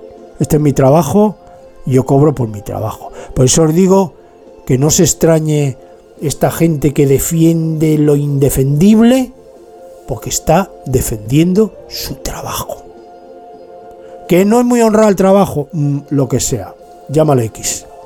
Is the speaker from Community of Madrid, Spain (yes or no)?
yes; Madrid, Community of Madrid, Spain; born there; moved away; Yo nací en Madrid. De Madrid no me han echado, pero me fui